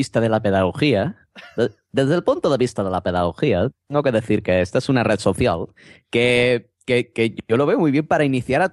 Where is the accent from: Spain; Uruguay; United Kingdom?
Spain; Barcelona, Catalonia; Pero claro, cuando me decía, ah, sí, soy de Barcelona, decía, ah, vale, hasta luego.